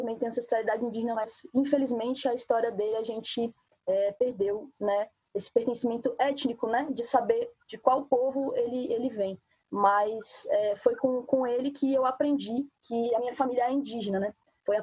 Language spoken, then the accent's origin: Portuguese; Belo Horizonte, Minas Gerais, Brazil; sou de Minas Gerais, Belo Horizonte. Parte da minha ancestralidade é pertencente daquele território mineiro ali que hoje é chamado de Minas, né, Minas Gerais